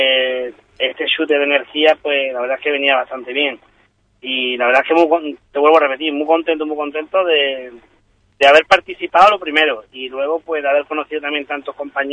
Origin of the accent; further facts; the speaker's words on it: Ubrique, Andalusia, Spain; un ubriqueño, y empecé la presentación pues presentándome como ubriqueño y como diciéndole que en mi pueblo pues éramos artesanos de la piel